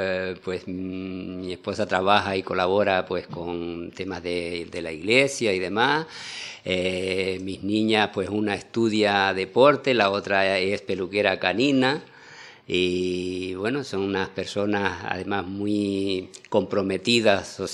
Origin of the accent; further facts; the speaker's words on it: La Palma, Canary Islands, Spain; born there; yo nací en La Palma. Mi padre era de La Palma, mi madre era de Lanzarote.